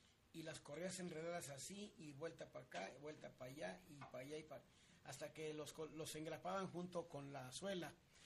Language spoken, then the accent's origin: Spanish; Magdalena, Jalisco, Mexico; now in Guadalajara, Mexico; porque ahí en Magdalena, pues, se dice que es el lugar del ópalo. Luego les presentaré un documental de mi pueblo querido.